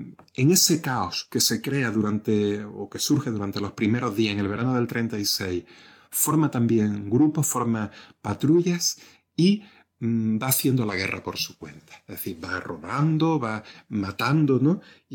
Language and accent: Spanish; Torrox, Andalusia, Spain; en mi pueblo, en Torrox, pues mataron a 3 personas durante este periodo